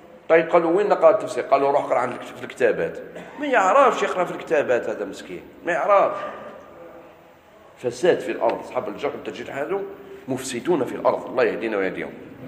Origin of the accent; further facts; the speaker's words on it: Algeria; ماشي غير عندنا في الجزائر، في كثير من البلدان